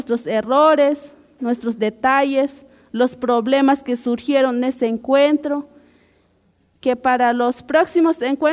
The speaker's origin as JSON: {"language": "Spanish", "region": "Chiapas", "country": "Mexico", "first_language": "Chol", "second_language": "Spanish", "said": "soy del Caracol Quinto de Roberto Barrio, mi lengua es chol."}